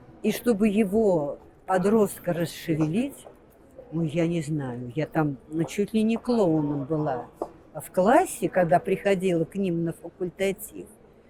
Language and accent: Russian; Moscow, Russia; Это я в Москве родилась, это я в Москве училась.